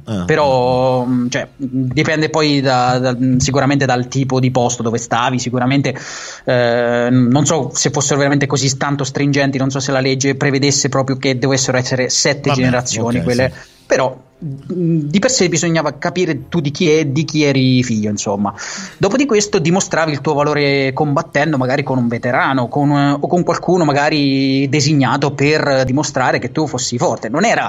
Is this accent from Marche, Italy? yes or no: yes; Marche, Italy; accent: Marchigiano; io te parlo in marchigiano perché so, perché io so de Fermo, porca puttana. Cioè io vivo a Fermo, so de, so de Montefargo Appennino io